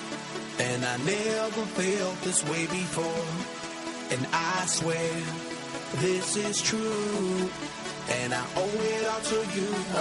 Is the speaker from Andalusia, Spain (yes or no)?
no; Region of Murcia, Spain; como murciana orgullosa